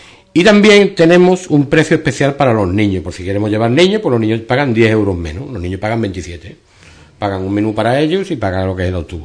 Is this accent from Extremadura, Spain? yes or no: no; Ubrique, Andalusia, Spain; si soy de Ubrique y queréis contactar con alguien más cercano